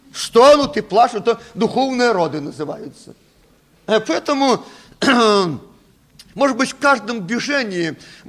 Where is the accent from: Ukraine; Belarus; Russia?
Belarus; Мы, наверное, никогда, белорусы, не будем прославлять Бога танцами